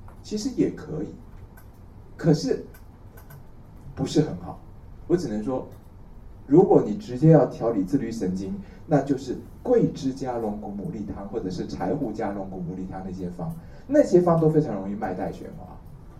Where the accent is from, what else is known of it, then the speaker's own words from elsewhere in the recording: Taiwan; 我们台湾人一斤是600克